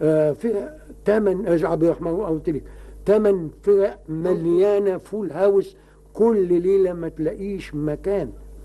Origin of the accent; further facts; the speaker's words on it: Egypt; الكوميديات دي ما حدش بيسمع بها عندنا في مصر